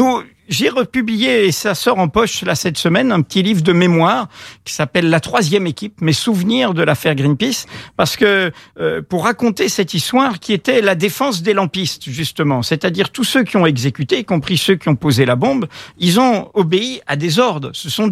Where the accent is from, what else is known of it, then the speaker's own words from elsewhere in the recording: Martinique; also born or lived in Algeria; j'ai grandi jusqu'à l'âge de 18 ans hors de France, je suis fait aussi du monde. Mon pays d'enfance, c'est la Martinique, mon pays de jeunesse, c'est l'Algérie